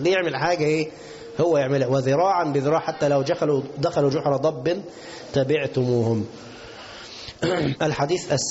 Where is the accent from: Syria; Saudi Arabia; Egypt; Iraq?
Egypt; اللي هو بنسميه بز الرجل، كلمة عندنا كمصريين